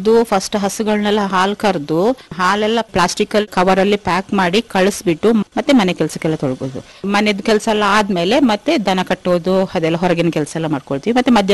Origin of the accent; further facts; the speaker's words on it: Abhyathmangala, Karnataka, India; born there; ನಾನು ಹುಟ್ಟಿದ್ದು ಅಭ್ಯತ್ಮಂಗಲ ಗ್ರಾಮ … ಹೈಸ್ಕೂಲ್ ಎಲ್ಲ ಚಟ್ಟಳ್ಳಿ ಹೈಸ್ಕೂಲ್, PUC ಮರಗೋಡು. ಆಮೇಲೆ ಮದ್ವೆ ಆಯ್ತು … ಮದ್ವೆ ಆಗಿ.